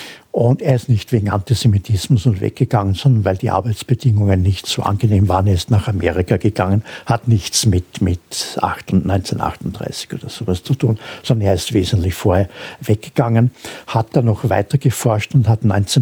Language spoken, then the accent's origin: German; Austria; man vergisst das oft und ich darf das als Österreicher sagen